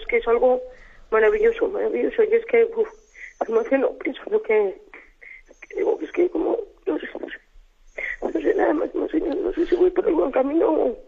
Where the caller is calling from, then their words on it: Logroño, La Rioja, Spain; de Logroño.